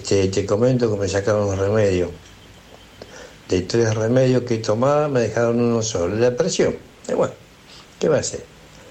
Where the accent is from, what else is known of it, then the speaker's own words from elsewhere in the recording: Argentina; Y te lo digo como argentino, ¿eh? Yo no soy extranjero.